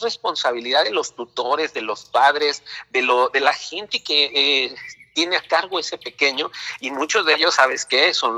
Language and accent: Spanish; Mexico; lo primero que nosotros debemos de tener como pueblo mexicano